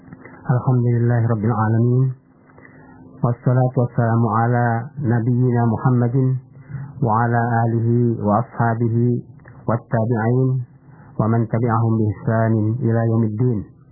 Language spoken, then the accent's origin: Indonesian; Sungai Jambat, Jambi, Indonesia; Di kampung saya di Sungai Jambat, Kecamatan Lipah Panjang, Jambi.